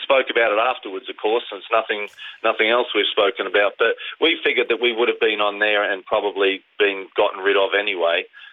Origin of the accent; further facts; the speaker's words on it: Australia; Well, I'm Australian, but I'm still a British seafarer.